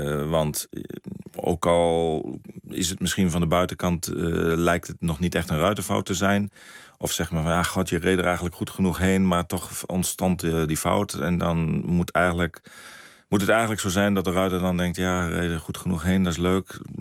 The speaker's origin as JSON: {"language": "Dutch", "town": "Zwolle", "region": "Overijssel", "country": "Netherlands", "tie": "born or raised there", "said": "ik ben geboren in Zwolle. En vroeger, ik woonde bij mijn ouders in Berkum. En dan liepen we naar het stadion in Zwolle met mijn vader. Dus vroeger was het Zwolle, maar ik ben al zo lang nou in Twente."}